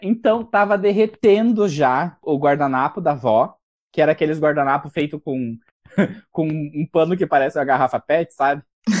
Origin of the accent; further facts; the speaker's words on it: Pará, Brazil; born there; a gente nasceu no Pará